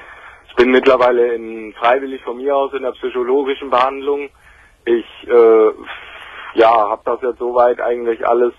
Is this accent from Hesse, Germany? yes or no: yes; Frankfurt am Main, Hesse, Germany; ich komme so aus dem Großraum Frankfurt am Main.